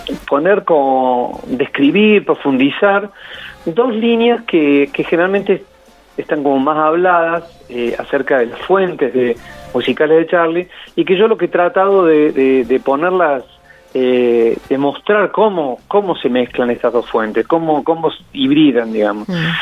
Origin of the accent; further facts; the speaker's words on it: Córdoba, Argentina; now in La Plata, Argentina; Yo soy cordobés, nacido en Córdoba, pero bueno, después me mudé a La Plata.